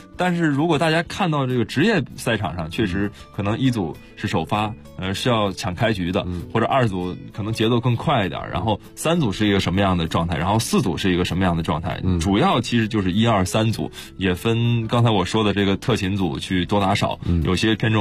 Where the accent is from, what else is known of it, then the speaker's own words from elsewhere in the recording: Harbin, Heilongjiang, China; 就在我的家乡哈尔滨，在哈尔滨。